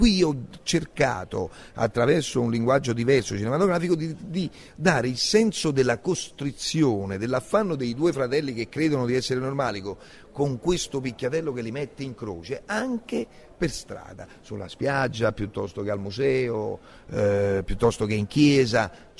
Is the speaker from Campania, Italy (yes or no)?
yes; Naples, Campania, Italy; Secondo me nel teatro noi siamo napoletani